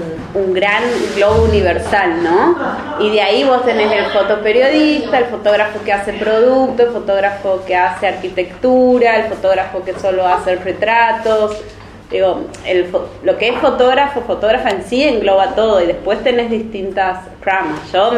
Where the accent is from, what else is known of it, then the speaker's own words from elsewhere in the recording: Santiago del Estero, Argentina; moved away as an adult; also born or lived in Buenos Aires; now in Bariloche, Argentina; No soy de acá. Soy del norte de la Argentina, de Santiago del Estero, una provincia muy, muy calurosa. Y vine acá hace 10 años, pero antes viví en Buenos Aires.